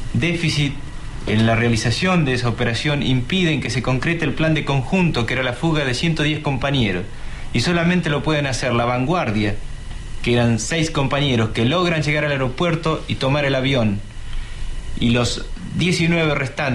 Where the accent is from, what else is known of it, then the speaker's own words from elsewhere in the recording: Santa Fe, Argentina; soy de Santa Fe. Comencé mi militancia estudiantil en la misma ciudad